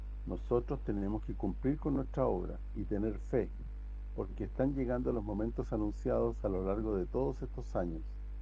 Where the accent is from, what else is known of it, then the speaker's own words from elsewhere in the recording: Italy; yo soy italiano hasta la médula, además de ser un ciudadano de la tierra.